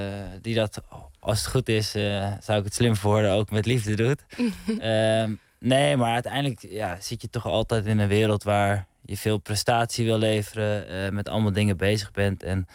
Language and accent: Dutch; Heemstede, North Holland, Netherlands; also born or lived in Hoofddorp; now in Amsterdam, Netherlands; Ik ben geboren in Hoofddorp. En uiteindelijk heb ik met mijn ouders nog in Heemstede gewoond. En toen ben ik op mijn 18e op kamers gegaan in Amsterdam.